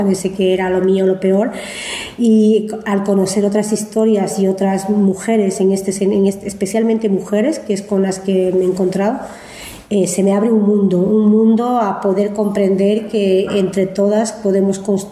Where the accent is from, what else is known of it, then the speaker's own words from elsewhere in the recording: Bolivia; moved away; Entonces así nace ese encuentro para poder compartir como mujeres bolivianas, en inicio por identidad